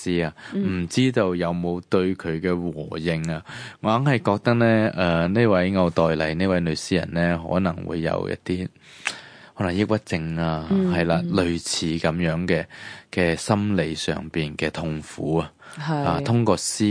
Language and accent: Cantonese; Hong Kong; 对于我哋香港人嚟讲可能係曱甴。